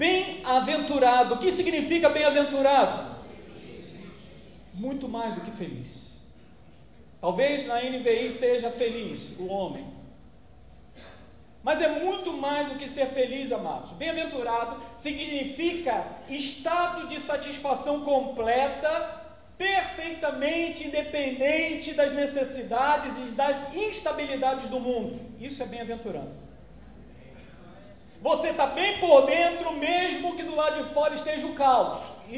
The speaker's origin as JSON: {"language": "Portuguese", "town": "Barbacena", "region": "Minas Gerais", "country": "Brazil", "tie": "born or raised there", "said": "eu só tenho 42 anos, irmãos, se você não sabe. É, 42. Quando eu era pequeno, lá em Barbacena, eu morava em Piedade. Eu comecei a frequentar, minha mãe me levou para a Igreja Batista, a segunda Igreja Batista lá de Piedade."}